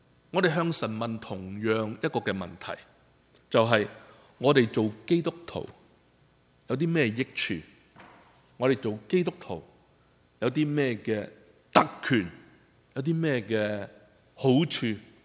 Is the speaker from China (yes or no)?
yes; China; 我们中国人都很现实的，是不是？